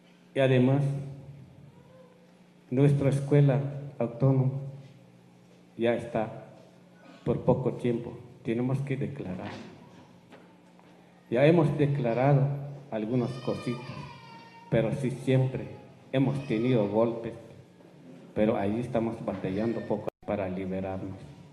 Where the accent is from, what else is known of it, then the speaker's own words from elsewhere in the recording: Chiapas, Mexico; first language Tzotzil; Spanish is a second language; no puedo hablar bien el lengua español porque no es mi lengua materna. Mi lengua materna es la idioma tzotzil.